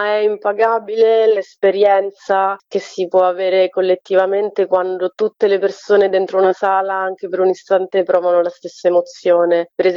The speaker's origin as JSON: {"language": "Italian", "town": "Domodossola", "region": "Piedmont", "country": "Italy", "said": "io sono di Domodossola"}